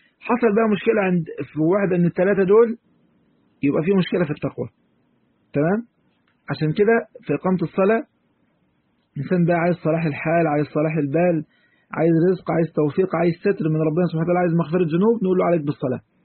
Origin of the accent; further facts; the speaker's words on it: Egypt; عارفين كلمة حلواني عندنا في مصر